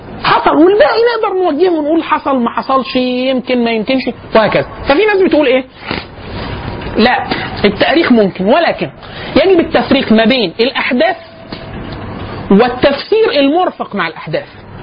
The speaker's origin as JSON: {"language": "Arabic", "country": "Egypt", "said": "قال لي انت منين؟ فقلت له انا من مصر"}